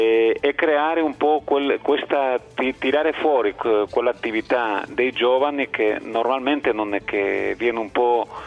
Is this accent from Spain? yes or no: yes; Spain; also born or lived in Turin; now in Thessaloniki, Greece; Io sono spagnolo.